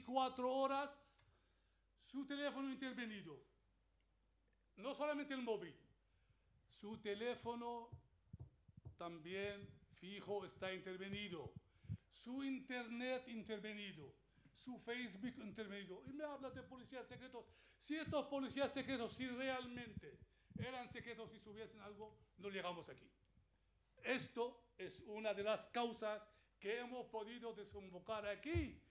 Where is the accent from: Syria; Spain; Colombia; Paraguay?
Syria; Nosotros somos del mundo, realmente. Pero, quieras que no, es que somos sirios, a pesar de todo.